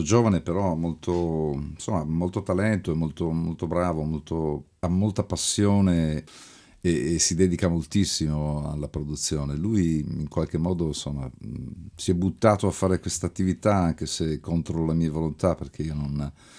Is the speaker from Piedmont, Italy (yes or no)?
yes; Turin, Piedmont, Italy; Mio papà, sì, era pugliese, mia mamma quasi napoletana, quindi cioè, sono nato per sbaglio a Torino, però... però così sono felice di aver vissuto la mia infanzia e la mia adolescenza lì